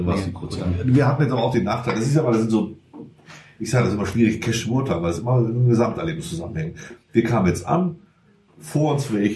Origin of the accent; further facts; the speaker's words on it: Elsdorf, Germany; Ja, klar kann ich in den Ort, weil ich komme aus Elsdorf.